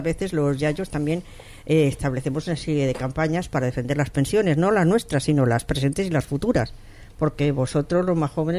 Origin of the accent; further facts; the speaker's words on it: Barcelona, Catalonia, Spain; Yo soy de Barcelona, yo soy nacida en Barcelona y tengo familia allí.